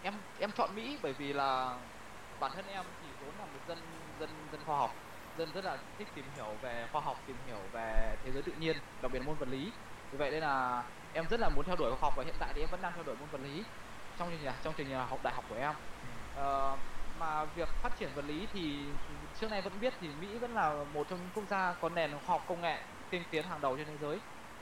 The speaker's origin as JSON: {"language": "Vietnamese", "region": "Thai Nguyen", "country": "Vietnam", "said": "thì bởi vì là em là người Thái Nguyên, mà ở Thái Nguyên trước cái đây 56 năm thì rất là ít các trung tâm tư vấn du học"}